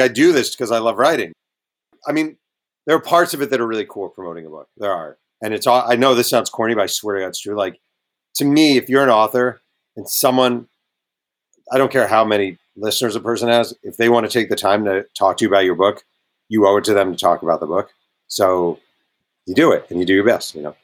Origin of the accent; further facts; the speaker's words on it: Mayo Pack, United States; I always try to do an event at the local bookstore in my hometown of Mayo Pack.